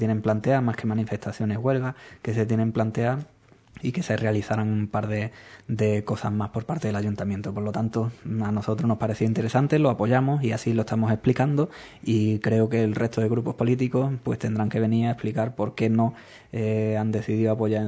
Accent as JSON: {"language": "Spanish", "region": "Andalusia", "country": "Spain", "said": "Porque es nuestra tierra, son nuestras costumbres, somos nosotros, y como andaluces"}